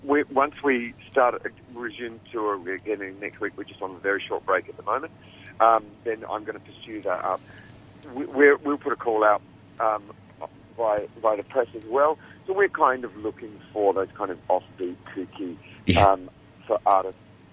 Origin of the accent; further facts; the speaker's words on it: Australia; accent: Australian; Of course, you can tell from my accent, I'm Australian.